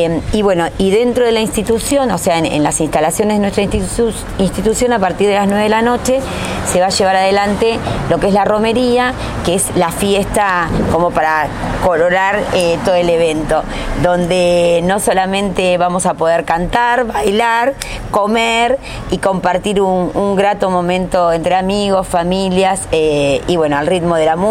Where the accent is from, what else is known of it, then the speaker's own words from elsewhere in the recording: Argentina; somos argentinos, descendientes de vascos.